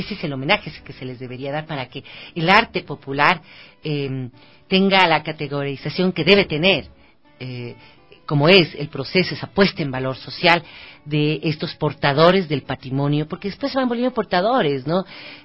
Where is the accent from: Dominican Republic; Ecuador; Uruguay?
Ecuador; Y felicitarte, agradecerte como ecuatoriana